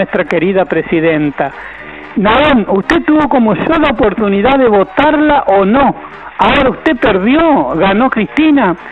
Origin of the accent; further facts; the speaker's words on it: Argentina; se lo digo como argentino. Se lo digo como nacionalidad, no como político.